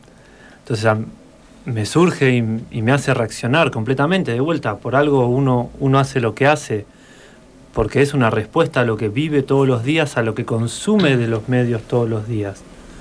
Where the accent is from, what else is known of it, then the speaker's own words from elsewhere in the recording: Basque Country, Spain; yo no lo puedo negar, yo soy vasco